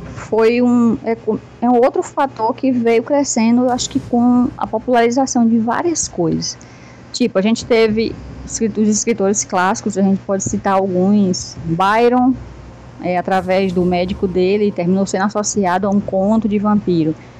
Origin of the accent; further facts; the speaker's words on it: Santa Inês, Maranhão, Brazil; moved away; also born or lived in São Luís; Eu nasci em São Luís do Maranhão, mas nessa época, eu estava com 5 anos, eu morava no interior dessa cidade, que era Santa Inês